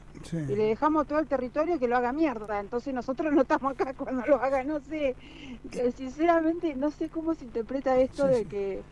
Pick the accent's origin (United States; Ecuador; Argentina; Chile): Argentina; no somos los argentinos la bolsa de boxeo para que los políticos nos hagan mierda.